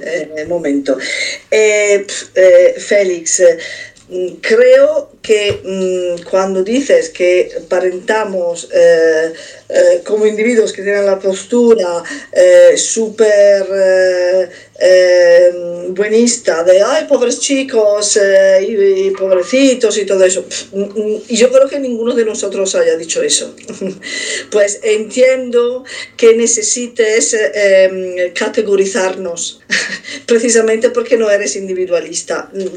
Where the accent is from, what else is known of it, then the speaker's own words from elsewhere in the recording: Italy; moved away; yo también soy inmigrante, vengo de Italia, pero como soy ariana físicamente y no soy negra, paso bastante desapercibida.